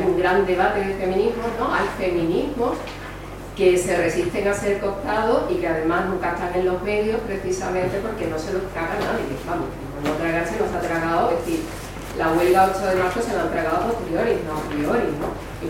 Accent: Andalusia, Spain; si soy andaluza, cuando soy andaluza en determinados sitios soy

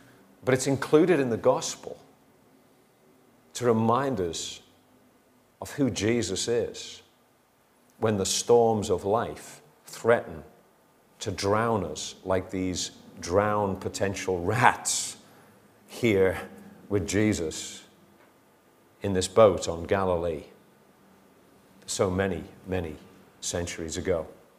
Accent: Liverpool, North West England, United Kingdom; I come from a family from Liverpool, you know, where the sea was almost second nature.

